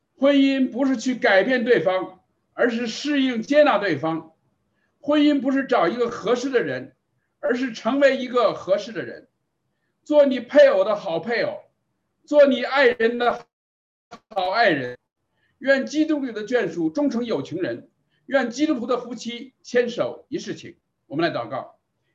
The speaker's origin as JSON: {"language": "Chinese", "region": "North China", "country": "China", "tie": "born or raised there", "said": "这个像我是来自于中国啊，我是在那个环境下长大的，我的太太呢是来自于香港啊，所以我们也可以说是背景文化不太一样的啊。所以呢我是北方人"}